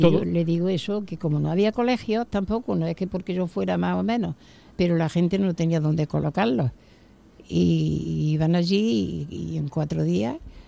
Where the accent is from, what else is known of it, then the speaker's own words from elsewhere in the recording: Córdoba, Andalusia, Spain; born there; also born or lived in Jaén; Yo nací en Córdoba, soy cordobesa. Y luego ya me fui a Jaén, a esto. Y ya allí me quedé, conocí a mi marido y tal, y me quedé allí ya.